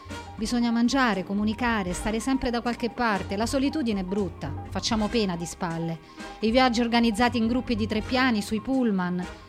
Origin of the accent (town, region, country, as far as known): Rome, Lazio, Italy; born there